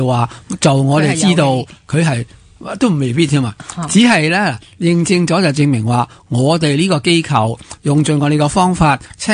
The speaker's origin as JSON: {"language": "Cantonese", "country": "China", "said": "我哋系中国人啦"}